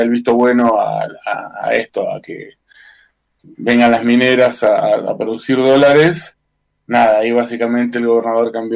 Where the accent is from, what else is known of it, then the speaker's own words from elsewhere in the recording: Chubut, Argentina; soy un ciudadano de la Patagonia, un ciudadano de Chubut en este caso